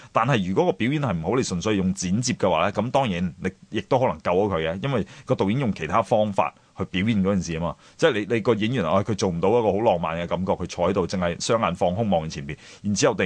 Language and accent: Cantonese; Hong Kong; 因为我哋香港人就最鍾意睇，特别嗰啲电视剧就係啲恩怨情仇啊